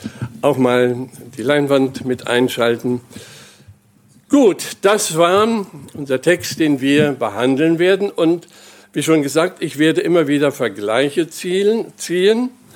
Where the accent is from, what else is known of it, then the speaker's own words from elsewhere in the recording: Germany; Und ich bin da so ganz mit dabei, ich bin ja Deutscher.